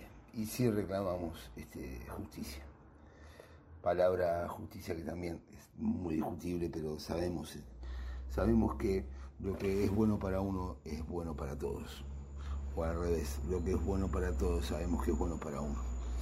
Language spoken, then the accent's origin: Spanish; Uruguay; Y si hay una cosa que como uruguayos lo tomamos como parte nuestra, como esencial, es la templanza